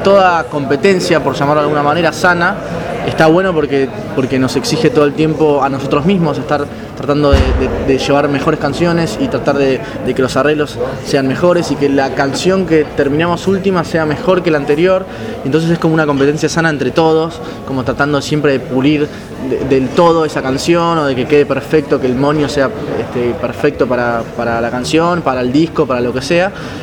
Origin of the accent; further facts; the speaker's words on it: Buenos Aires, Argentina; Nosotros somos de ahí, de Padua, Merlo y Ituzaingó, del Oeste también.